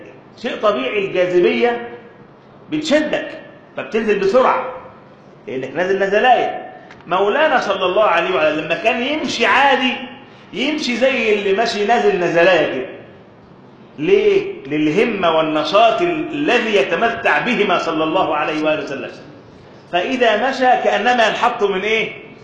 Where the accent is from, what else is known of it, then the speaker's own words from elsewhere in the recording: Egypt; اللي احنا بنسميه عندنا في مصر يقول لك ده ماشي بيمد